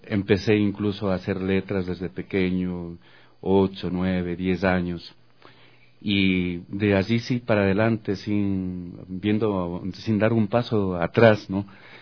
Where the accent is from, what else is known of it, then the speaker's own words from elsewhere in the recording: Guaranda, Bolívar, Ecuador; born there; Yo nací en Guaranda, provincia